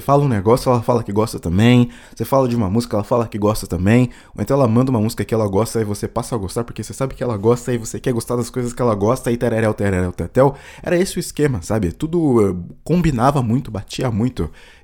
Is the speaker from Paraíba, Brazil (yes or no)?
no; Carapicuíba, São Paulo, Brazil; eu sou de Carapicuíba